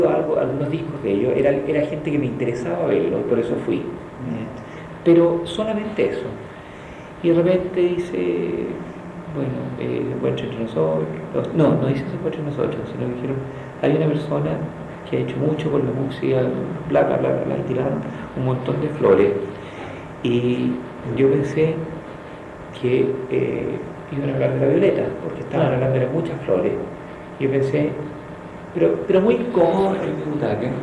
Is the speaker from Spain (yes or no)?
no; Chile; esas típicas timideces que tiene uno como chileno